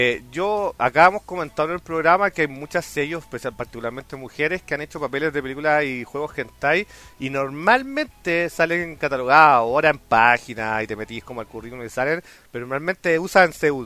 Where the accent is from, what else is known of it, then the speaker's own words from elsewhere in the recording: Chile; A mí en ese momento, como occidental, como un chileno viendo esta weá por primera vez, fue como, wow.